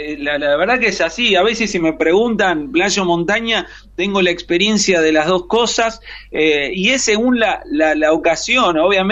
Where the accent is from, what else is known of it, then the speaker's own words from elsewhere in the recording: Tucumán, Argentina; also born or lived in Buenos Aires; somos un poco de Tucumán, pero también un poco de Costa Atlántica. Mi papá, bueno, tucumano, se casa con una marplatense, y luego allá iniciamos toda esta formación de la familia allá en Tucumán.